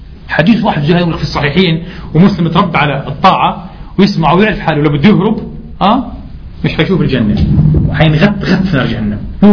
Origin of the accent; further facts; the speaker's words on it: Palestine; أنا بحكي في الأول لما كنا في بلدنا فلسطين